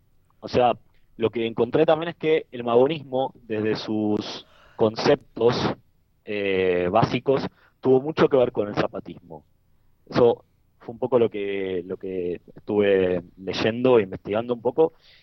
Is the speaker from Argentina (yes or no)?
yes; Argentina; now in Germany; menciono que así aprendí a ser en mi tierra, Argentina, recibo comentarios como: bueno, pero ahora estás en Alemania.